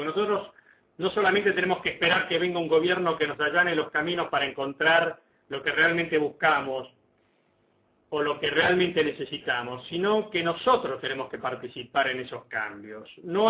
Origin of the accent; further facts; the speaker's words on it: Argentina; haciéndonos responsables de que somos argentinos y que nuestro país tiene que engrandecerse